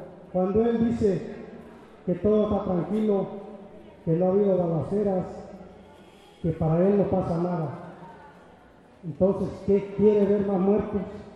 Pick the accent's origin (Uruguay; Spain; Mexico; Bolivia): Mexico; Leonardo Bravo; vengo de Chihuahua, municipio de Leonardo Bravo.